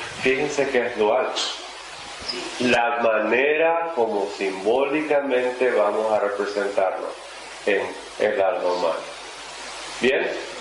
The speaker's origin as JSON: {"language": "Spanish", "country": "Russia", "said": "yo también soy rusa como Madame Blavatsky."}